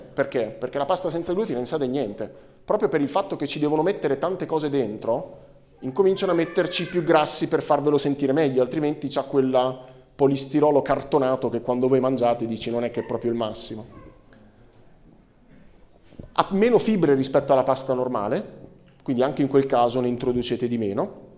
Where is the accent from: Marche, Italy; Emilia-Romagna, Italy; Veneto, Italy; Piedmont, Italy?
Marche, Italy; Pesaro; Io poi sono di Pesaro, tendente alla Romagna, per cui dalle mie parti, insomma, ce n'è iosa.